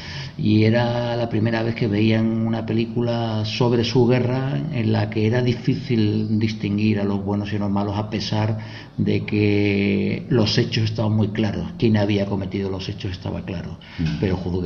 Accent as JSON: {"language": "Spanish", "country": "Spain", "said": "¿y cómo, siendo español, te atreves a hacer una película sobre la guerra civil en Guatemala, ¿no?"}